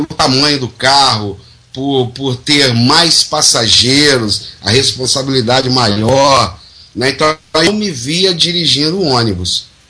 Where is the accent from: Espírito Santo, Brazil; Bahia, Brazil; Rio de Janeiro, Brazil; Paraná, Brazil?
Espírito Santo, Brazil; aqui no estado do Espírito Santo, que é a minha terra